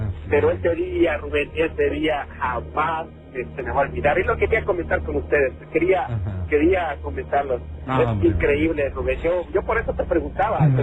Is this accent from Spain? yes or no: no; El Salvador; esto no es en México, esto me pasó aquí en mi país, en El Salvador.